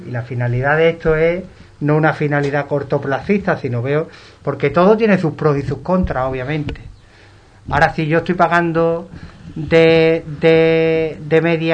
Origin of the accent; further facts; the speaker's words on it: Ubrique, Andalusia, Spain; Aquí hay poca gente que diga, yo me quedo en mi casa y no voy a trabajar, ¿eh? Somos un pueblo de currantes auténticos.